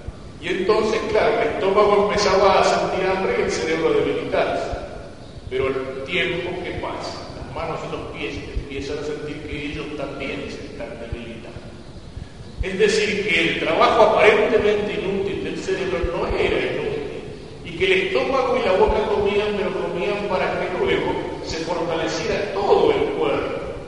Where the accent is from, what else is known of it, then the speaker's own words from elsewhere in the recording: Argentina; somos argentinos por nacimiento.